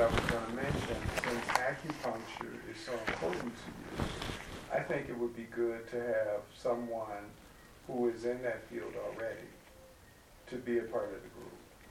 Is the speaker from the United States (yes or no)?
yes; Chicago, Illinois, United States; I'm from Chicago.